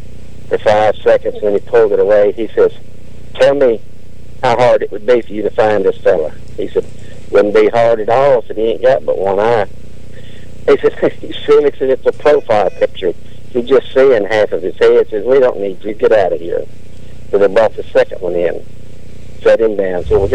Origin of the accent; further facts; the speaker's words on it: Mississippi, United States; so I tell it on myself. I'm from Mississippi.